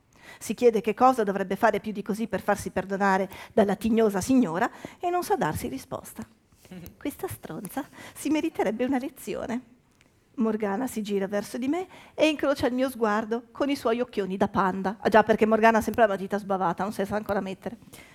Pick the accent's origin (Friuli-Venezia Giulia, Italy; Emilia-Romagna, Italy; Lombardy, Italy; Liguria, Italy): Lombardy, Italy; Milan; born there; now in Turin, Italy; Io sono mezza milanese, mezza veneta, mezza è impossibile. Comunque sono mezza veneta, mezza emiliana, nata a Milano, trapiantata a Torino, non c'è una vocale che io azzecchi